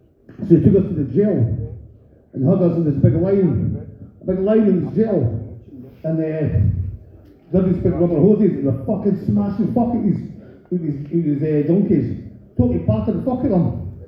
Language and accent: English; Scotland, United Kingdom; So I'm fuck off, I'm Scottish, okay, fuck off.